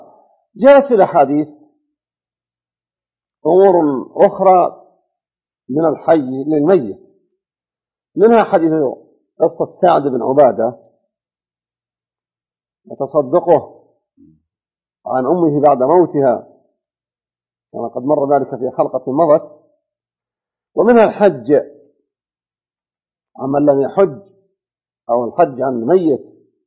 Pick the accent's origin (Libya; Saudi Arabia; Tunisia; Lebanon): Saudi Arabia; Najd; فإنه عندنا في نجد يختار له ليلة الجمعة من رمضان